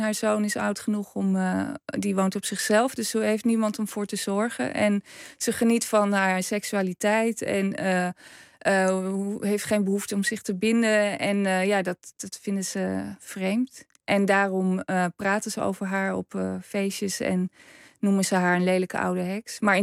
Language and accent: Dutch; Overijssel, Netherlands; Ik kom zelf uit Twente